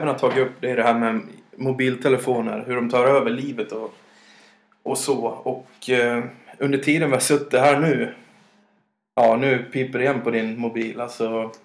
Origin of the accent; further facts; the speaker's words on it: Dalarna County, Sweden; ni hör väl stockholmskan, jag är så mycket dalmas som det går, va?